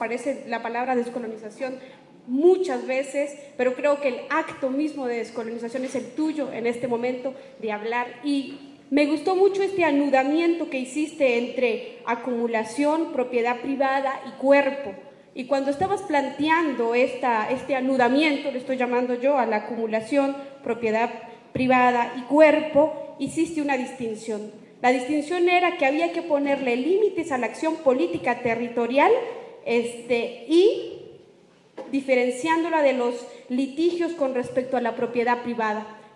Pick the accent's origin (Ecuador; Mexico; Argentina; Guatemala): Guatemala; de Guatemala y, y quiero felicitar a la mesa